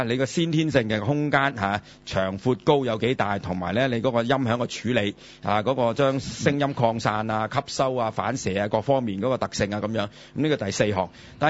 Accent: Hong Kong; 咁喇叭咧就係我哋香港人通咗嘅叫法啦。

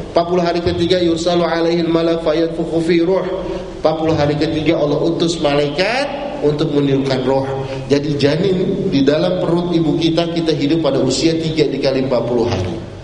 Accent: Jakarta, Indonesia; Saya orang Betawi, Pak

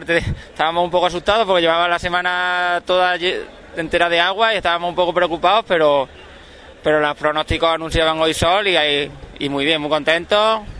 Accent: Baena, Andalusia, Spain; somos 4 de Baena y un compañero de un pueblo de al lado, de Doña Mencía también.

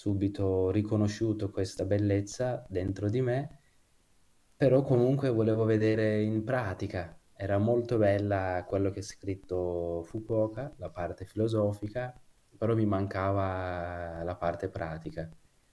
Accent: Kurdistan, Turkey; also born or lived in Istanbul; Io, diciamo, sono nato e cresciuto in Kurdistan, in Turchia. Poi sono andato a Istanbul per studiare.

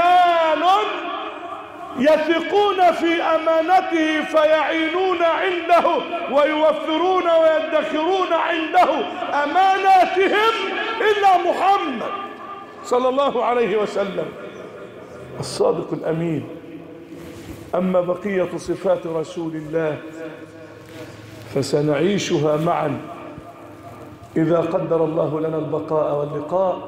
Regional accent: Egypt; أن تجعل بلدنا مصر أمناً أماناً

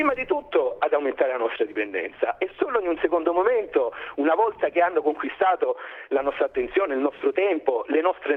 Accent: Lecce, Apulia, Italy; È chiaro che io sono nato in provincia, nato e cresciuto a Lecce, all'inizio degli anni 90

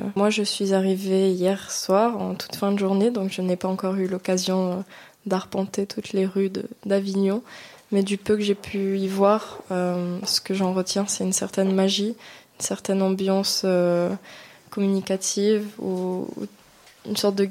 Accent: St. Pierre & Miquelon; j'ai 18 ans. je viens de Saint-Pierre-et-Miquelon.

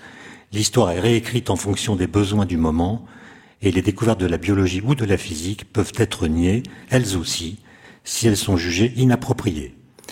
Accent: France; Peuvent se passer aux États-Unis ou chez nous en France, mais surtout aux États-Unis.

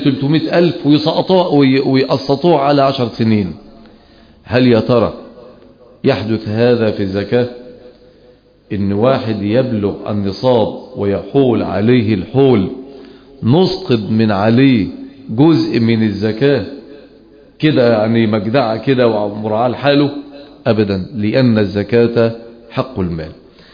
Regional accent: Egypt; احنا لما ننظر ونحن من أهل مصر ونعيش أحداثها ونتأثر بما يحاك لها

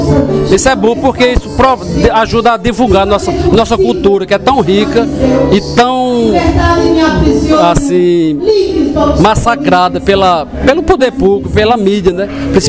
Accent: São José do Egito, Pernambuco, Brazil; Olha, eu sou de São José do Egito. Eu, desde criança, eu já nasci escutando poesias

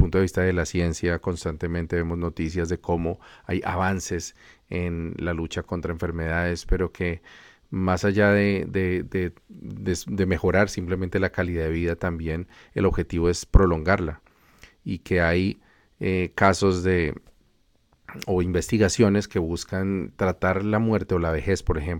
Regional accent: Colombia; al menos de donde vengo yo, que es de Colombia

